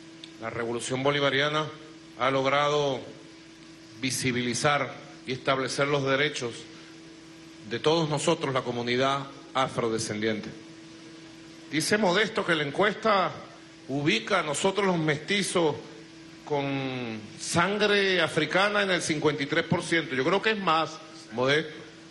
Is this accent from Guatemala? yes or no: no; Venezuela; desde Venezuela, desde nuestra rebeldía afrodescendiente